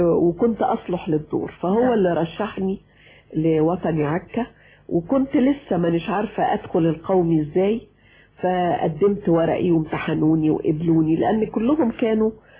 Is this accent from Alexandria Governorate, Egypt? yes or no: yes; Alexandria, Alexandria Governorate, Egypt; born or raised there